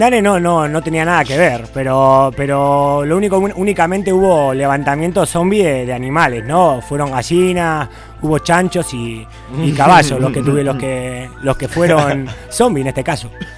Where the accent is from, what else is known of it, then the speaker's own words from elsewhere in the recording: Buenos Aires, Argentina; yo soy de, pues soy porteño, soy de Buenos Aires